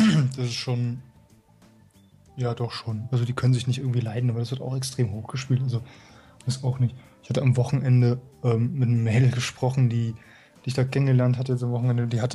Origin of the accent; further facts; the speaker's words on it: Offenbach, Hesse, Germany; Ich komme aus Offenbach, ursprünglich.